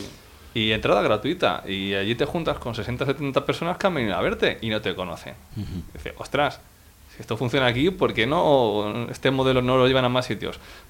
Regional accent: Madrid, Community of Madrid, Spain; lo puedes hacer en Madrid, nosotros somos de Madrid

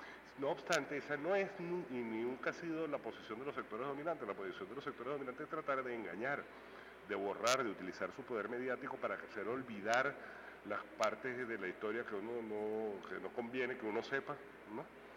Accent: Venezuela; como bibliotecarios, como revolucionarios, como venezolanos.

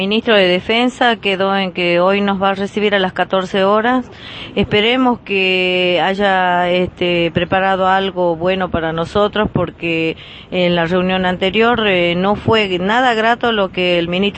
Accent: Argentina; si nosotros y los 44 somos ciudadanos argentinos?

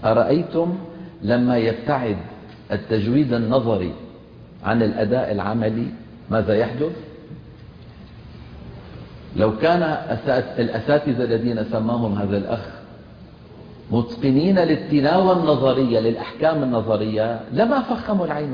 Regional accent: Damascus, Damascus Governorate, Syria; accent: Damascene; مثلا أنا عربي دمشقي، لكن عندي في لهجة العامية الدمشقية ظواهر لهجية

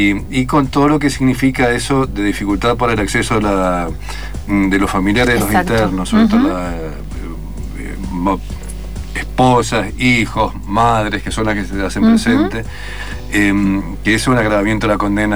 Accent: Mendoza, Argentina; Le decía a los mendocinos, que los mendocinos, soy mendocino

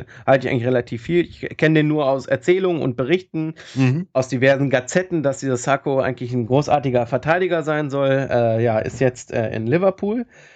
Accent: Bavaria, Germany; aber ich hätte ihn jetzt nicht geholt, so wenn ich als Bayer, aus Bayern-Sicht, hätte ich ihn jetzt nicht geholt.

